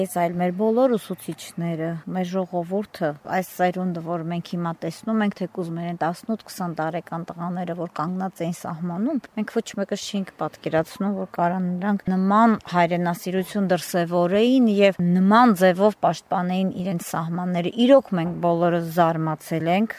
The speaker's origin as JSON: {"language": "Armenian", "region": "Yerevan", "country": "Armenia", "lives_now": "Kashatagh", "said": "Ծնողներս Երևանում են ապրում, ես ինքս Երևանից եմ եղել, այնտեղ եմ ապրել, հետո տեղափոխվել եմ Քաշաթաղ։"}